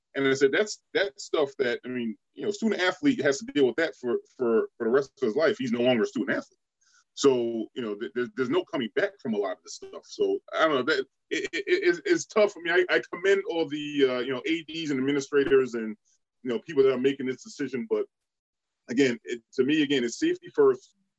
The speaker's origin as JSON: {"language": "English", "region": "Rhode Island", "country": "United States", "said": "I know I'm from Rhode Island."}